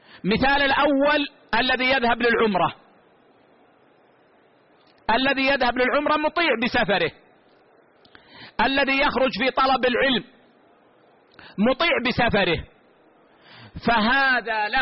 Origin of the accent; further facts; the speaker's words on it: Saudi Arabia; والله عندنا في السعودية مشددين، ممنوع شرب الخمر